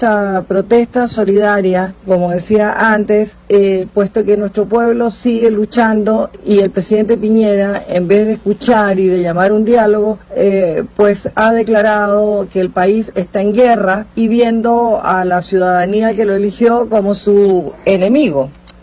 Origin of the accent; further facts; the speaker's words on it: Chile; moved away as an adult; now in Panama; chilena, exiliada, sobreviviente de prisión y tortura, que vivo en Panamá desde hace muchos años.